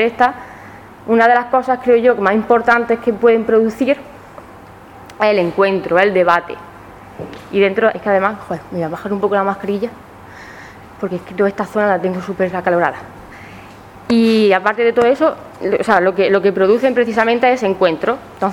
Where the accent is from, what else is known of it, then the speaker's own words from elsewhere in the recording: Andalusia, Spain; primero que yo pensé fue, joder, ¿y si no hay mujeres andaluzas? O sea, ¿y si realmente lo que pasa en mi tierra es lo que ha creado la hegemonía?